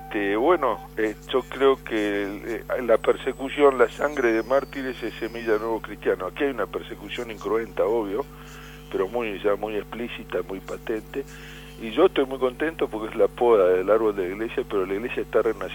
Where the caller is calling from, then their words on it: Paraná, Entre Ríos, Argentina; Vengo de Paraná